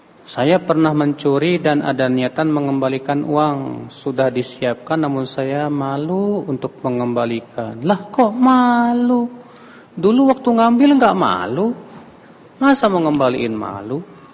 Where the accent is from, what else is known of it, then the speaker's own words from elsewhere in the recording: Indonesia; saya bukan orang Saudi, saya orang Indonesia.